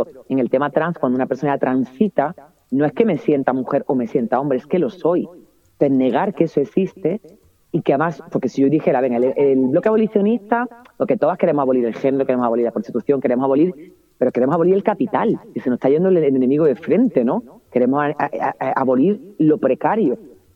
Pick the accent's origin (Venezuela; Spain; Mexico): Spain; Andalusia; si yo estoy como mujer andaluza, que al lado de una vasca o una catalana no soy igual